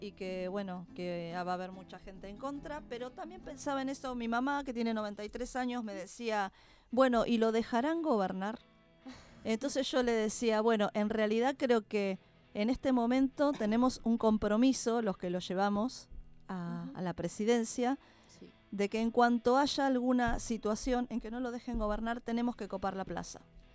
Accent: Argentina; como argentinos, vieron que los argentinos somos mitad llanto y mitad alegría

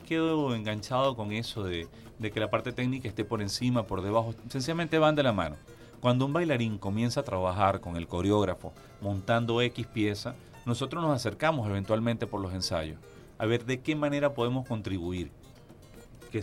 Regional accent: Barquisimeto, Lara, Venezuela; De Barquisimeto, Estado Lara

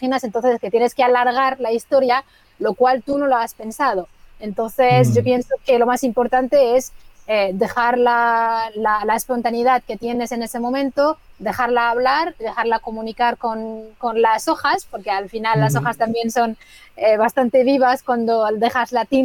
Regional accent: Morocco; Spanish is a second language; estamos, desde luego, en Marruecos, en mi país

